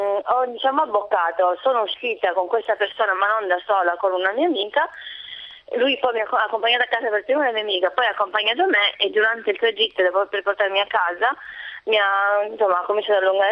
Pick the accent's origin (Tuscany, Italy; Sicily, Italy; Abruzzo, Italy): Sicily, Italy; accent: Sicilian; Lui aveva riconosciuto il mio accento siciliano